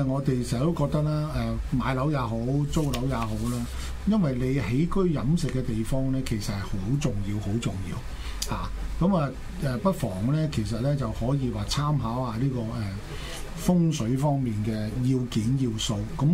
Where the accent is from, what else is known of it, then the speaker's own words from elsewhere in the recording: China; 我哋中國人有一句説話啦